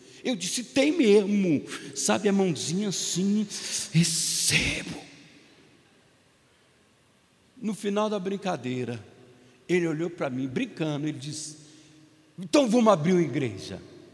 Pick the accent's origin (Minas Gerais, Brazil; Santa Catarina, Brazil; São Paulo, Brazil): Minas Gerais, Brazil; Não estou falando mal de vocês, estou falando mal de mim, eu sou mineiro.